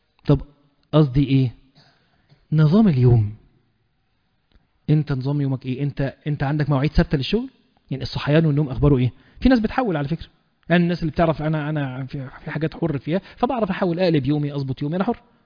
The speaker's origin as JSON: {"language": "Arabic", "country": "Egypt", "said": "واحنا كمصريين بنموت ان احنا نحشي اي حاجة شايفينها"}